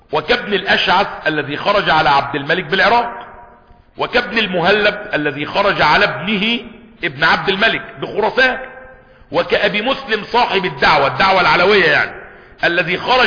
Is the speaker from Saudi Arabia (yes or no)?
no; Egypt; ممنوع علينا كمصريين ولا ايه